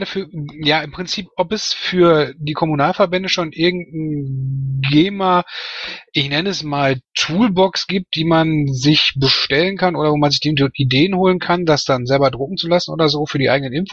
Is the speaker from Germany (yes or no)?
yes; Bochum, North Rhine-Westphalia, Germany; weil ich komme aus Bochum und wir haben das über Monate rein